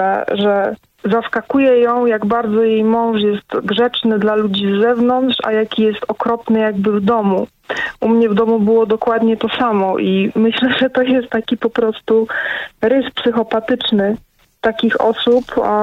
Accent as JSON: {"language": "Polish", "town": "Katowice", "region": "Silesian Voivodeship", "country": "Poland", "said": "Ja jestem z Katowic, więc tam to tutaj się to działo."}